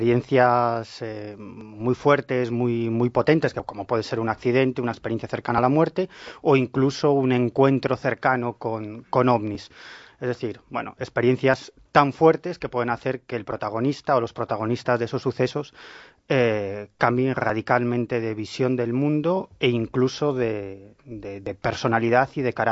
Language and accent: Spanish; Galicia, Spain; Yo siempre digo que soy un gallego del sur.